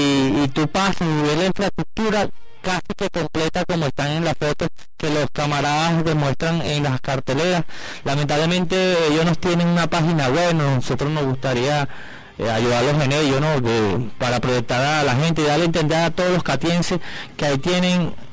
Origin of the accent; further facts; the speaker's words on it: Caracas, Capital District, Venezuela; para mí la parroquia más importante de Caracas, porque nací y vivo aquí. Y como sí, como todos tienen orgullo de decir, soy de Caricuao.